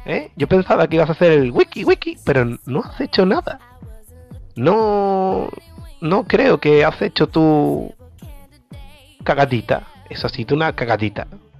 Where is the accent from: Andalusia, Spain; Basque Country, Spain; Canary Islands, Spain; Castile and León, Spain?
Andalusia, Spain; Málaga; soy de Málaga y pongo acento de lejos para ser guay